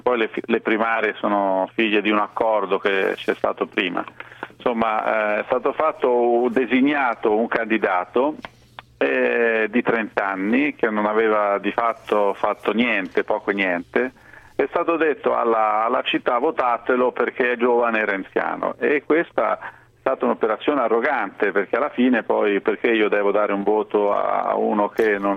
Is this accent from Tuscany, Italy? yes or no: yes; Arezzo, Tuscany, Italy; Sì, sì, per caso sono di Arezzo.